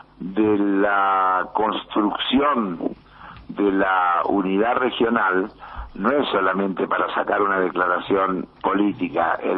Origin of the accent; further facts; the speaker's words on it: Argentina; como argentino me sentí bien representado.